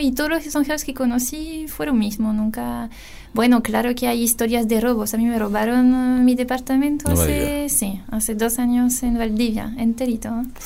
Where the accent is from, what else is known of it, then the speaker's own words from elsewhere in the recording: Lille, Hauts-de-France, France; Spanish is a second language; Yo soy de Lille, sí, ya. Una ciudad que está en el norte de Francia, en la frontera con Bélgica.